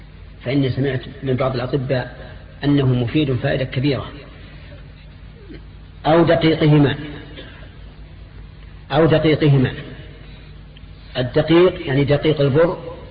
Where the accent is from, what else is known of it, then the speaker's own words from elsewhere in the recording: Al-Qassim, Saudi Arabia; بينما المد عندنا في القصيم ثلث الصاع